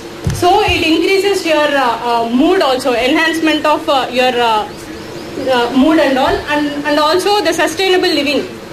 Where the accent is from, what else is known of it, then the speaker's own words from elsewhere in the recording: Andhra Pradesh, India; Kannada is a second language; ನಾನು ಆಂಧ್ರ ಊರಿಂದ ಬಂದಿದ್ದು ಸ್ವಲ್ಪ ಕನ್ನಡ ಅಡ್ಜಸ್ಟ್ ಮಾಡ್ಕೊಳ್ಳಿ, ಮಿಕ್ಸ್ ಮಾಡಿ ಹೇಳ್ತೀನಿ ಎಲ್ಲ.